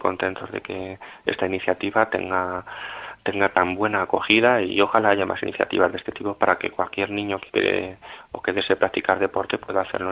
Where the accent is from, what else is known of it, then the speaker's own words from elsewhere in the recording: Salamanca, Castile and León, Spain; es otro motivo más de estar orgulloso como salmantino